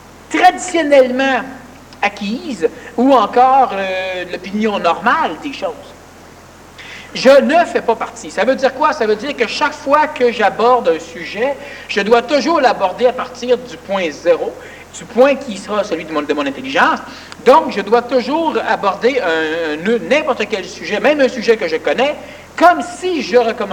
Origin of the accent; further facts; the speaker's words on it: Quebec, Canada; Nous sommes un peuple québécois.